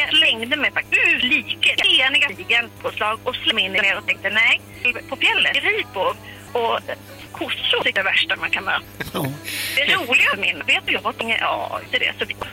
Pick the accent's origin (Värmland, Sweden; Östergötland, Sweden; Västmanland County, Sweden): Västmanland County, Sweden; Västerås; Alltså jag är ju från Västerås, så det är inte min grej.